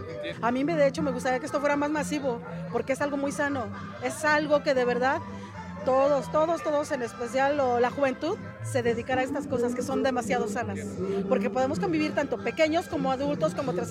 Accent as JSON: {"language": "Spanish", "region": "Mexico City", "country": "Mexico", "said": "yo vengo de la Ciudad de México"}